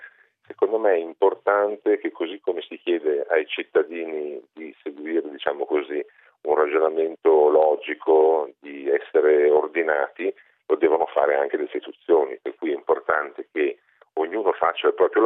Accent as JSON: {"language": "Italian", "town": "Milan", "region": "Lombardy", "country": "Italy", "said": "io sono milanese, sono lombardo, le conosco anche bene"}